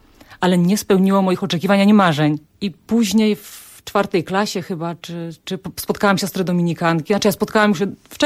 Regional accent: Chobrzany, Świętokrzyskie Voivodeship, Poland; To jest taka miejscowość Chobrzany, niedaleko Sandomierza.

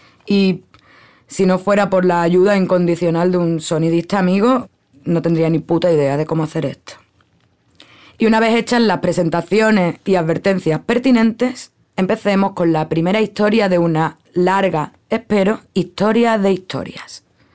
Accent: Cádiz, Andalusia, Spain; now in Cuba; Soy andaluza, de Cádiz, Cádiz. Vivo en Cuba, bueno, en realidad vivo en una escuela internacional en Cuba donde vive gente de todo el mundo.

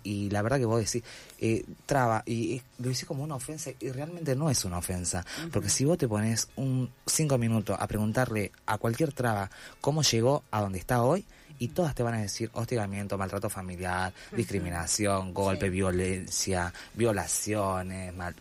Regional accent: Salta, Argentina; yo soy del interior, soy de Salta.

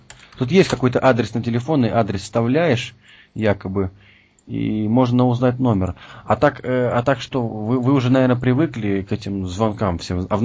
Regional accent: Latvia; Я сам из Латвии, страна Латвия.

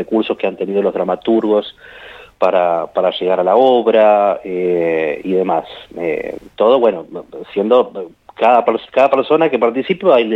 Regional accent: Buenos Aires, Argentina; now in Santa Rosa, Argentina; yo soy de Buenos Aires, estoy viviendo acá en Santa Rosa hace 2 años, un poco más de 2 años, y yo empecé a venir en plena pandemia, pleno 2021

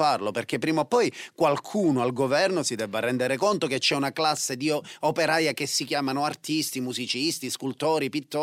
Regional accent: Agrigento, Sicily, Italy; born there; now in Palermo, Italy; Io sono nato ad Agrigento, sì. Vivo a Palermo da un po' di tempo, ho fatto l'università a Palermo, poi da quando ho sposato Azzurra siamo a Palermo e viviamo a Palermo.

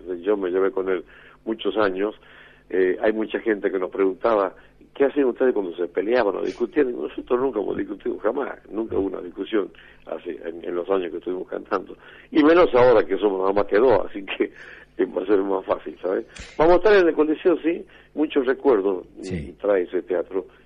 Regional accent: Cafayate, Salta, Argentina; also born or lived in Metán; Yo sí, nací en Cafayate, después viví en Metán, pero sí, siempre en la provincia de Salta

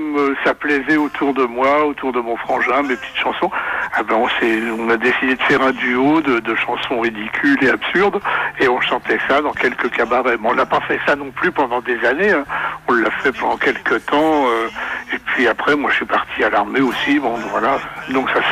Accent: Paris, Île-de-France, France; born there; Mes parents habitaient là, et voilà. Et je suis né donc à Paris à la fin de la guerre.

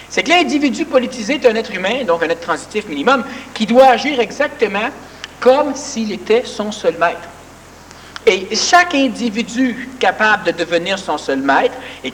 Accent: Quebec, Canada; Nous sommes un peuple québécois.

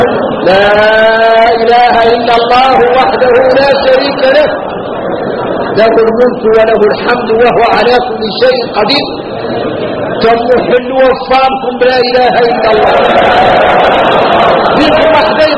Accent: Mauritania; واحنا موريتاني

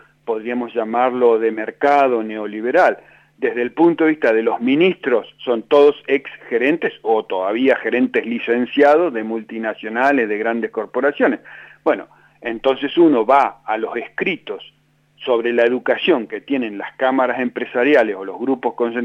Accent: Neuquén, Argentina; Yo soy de Neuquén, imagínese

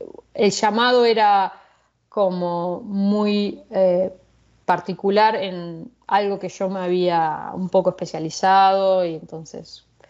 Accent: Argentina; now in Arizona, United States; En particular, en este grupo de más de 100 personas, soy la única argentina, sí.

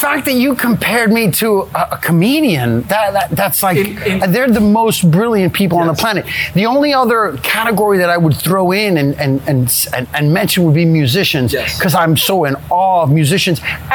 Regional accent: Miami, Florida, United States; So I don't consider ourselves, you know, of real Cuban heritage, but I grew up in Miami and my parents were born and grew up in Cuba until Mr. Castro showed up. And so I consider myself Cuban as hell. Yeah, I'm so Cuban.

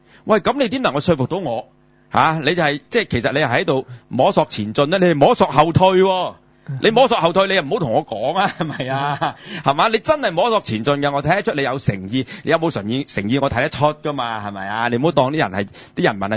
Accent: China; 咁你话我哋中国人咧吓、啊，几千年嘅文明古国吓、啊，悠久历史，我哋嘅文化咁发达

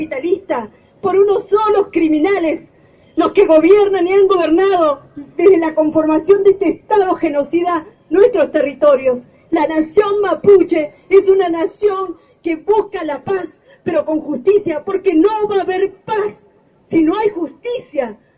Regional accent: Chubut, Argentina

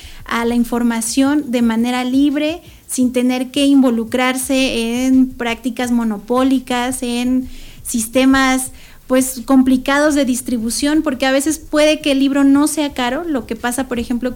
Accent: Taxco, Guerrero, Mexico; en Taxco, yo soy de Taxco, Guerrero

